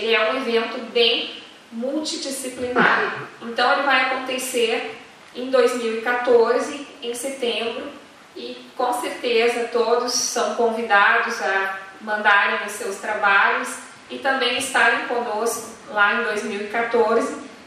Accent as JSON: {"language": "Portuguese", "region": "Rio Grande do Sul", "country": "Brazil", "said": "eu sou do Rio Grande do Sul, eu estou muito próximo, a 300 quilômetros da fronteira com o Uruguai, né, e pouco mais de 400, 500 quilômetros da fronteira com a Argentina"}